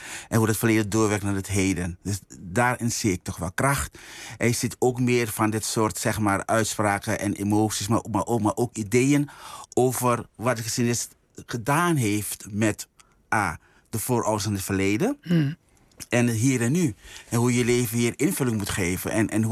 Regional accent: Suriname; Ik kom niet uit Amerika, ik kom niet uit Brazilië, ik kom niet uit China. Maar ik kom uit Suriname.

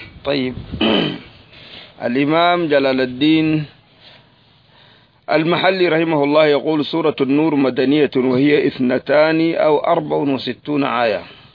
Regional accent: Sudan; ناس وزارة التربية والتعليم عندنا في السودان

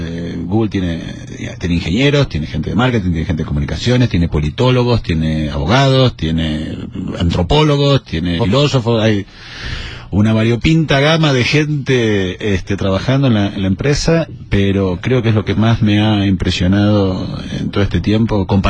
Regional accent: Buenos Aires, Argentina; born there; Yo nací en Buenos Aires, Argentina.

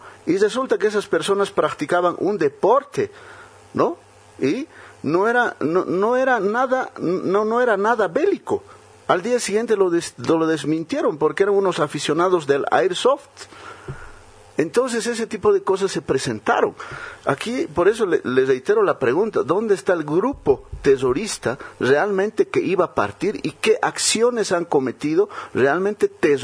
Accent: Bolivia; usted y yo como bolivianos hubiéramos permitido eso

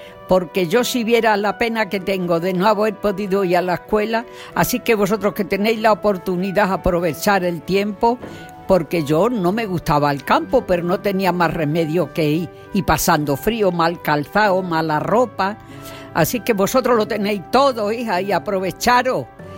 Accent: Arroyo de la Luz, Extremadura, Spain; Soy de Arroyo de la Luz. Mi padre era del campo, sembraba trigo, cebada y todas esas cosas. Entonces, soy la mayor de 5 hermanas. No tengo hermanos.

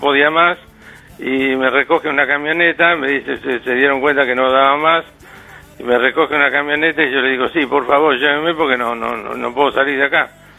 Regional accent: Buenos Aires, Argentina; born there; Yo nací en Buenos Aires, sí, en el hospital británico, en el hospital bancario, que está enfrente a la Plaza Irlanda.

